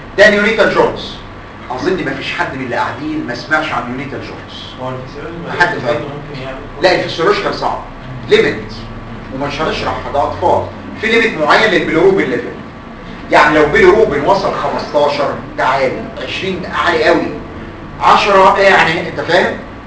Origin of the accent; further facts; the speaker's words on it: Egypt; الا ان عندنا في مصر ناس عندهم اشرس بس مش كومن